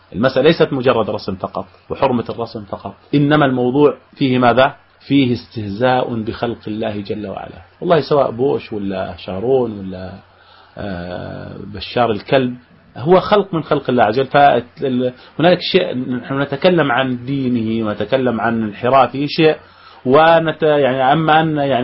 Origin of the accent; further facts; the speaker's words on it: Jordan; عندنا في الأردن